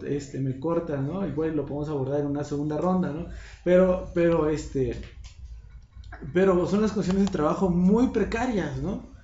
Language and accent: Spanish; Mexico; soy parte de la sociedad, soy estudiante también y soy ciudadano mexicano